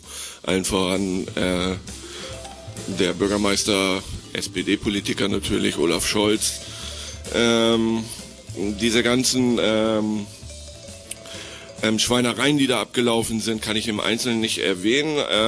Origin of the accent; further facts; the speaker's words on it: Hamburg, Germany; einen kurzen Beitrag aus meiner Heimatstadt Hamburg